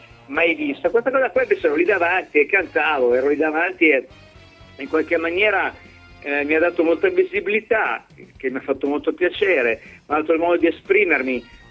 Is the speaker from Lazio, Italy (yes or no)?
no; Milan, Lombardy, Italy; sono milanese